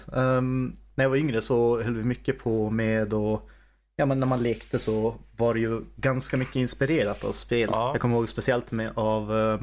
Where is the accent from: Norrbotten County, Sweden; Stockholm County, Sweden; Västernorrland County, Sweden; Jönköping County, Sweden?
Norrbotten County, Sweden; Kiruna; now in Umeå, Sweden; Ja, jag är från Kiruna. Mm. Så därifrån egentligen by i närheten.